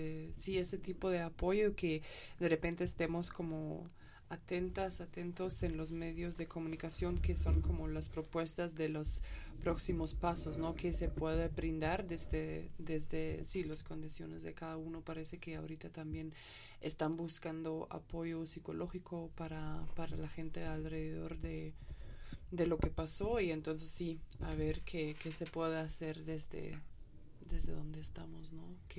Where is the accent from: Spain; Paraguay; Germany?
Germany; Spanish is a second language; como soy alemana, y entonces algunos de mis amigos en Alemania me escribían